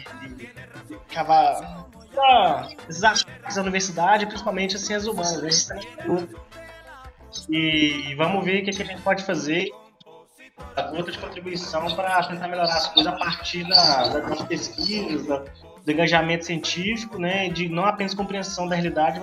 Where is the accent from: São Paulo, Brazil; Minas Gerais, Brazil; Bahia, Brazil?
Minas Gerais, Brazil; accent: mineiro; É, eu sou aquele mineiro raiz, né, aqui da criada, aqueles interesses.